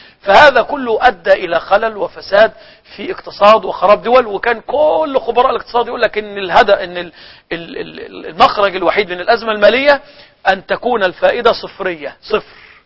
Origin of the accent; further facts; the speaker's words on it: Egypt; هو اللي كان عندنا في مصر يقول عليه اليانصيب